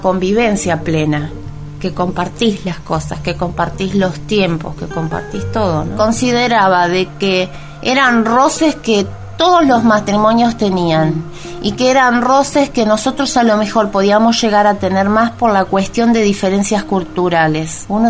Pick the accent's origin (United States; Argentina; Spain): Argentina; vecina, usted me conoce, soy argentina